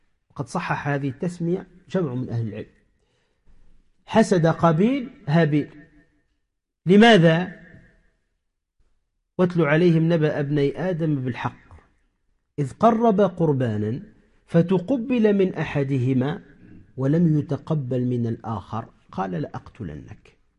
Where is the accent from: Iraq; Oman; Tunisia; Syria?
Tunisia; كما يقال عندنا في تونس فرفوط أو فرطوط خفيف